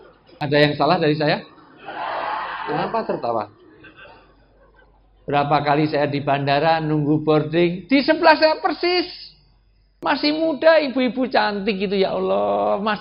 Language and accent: Indonesian; Java, Indonesia; mohon maaf saya asli orang Jawa. Dalam tradisi Jawa, orang tua disebut sepuh.